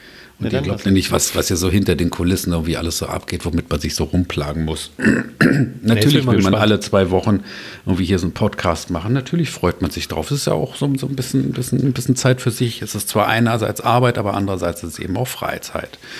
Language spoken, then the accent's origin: German; Berlin, Germany; Ich bin Berliner, ich brauche das.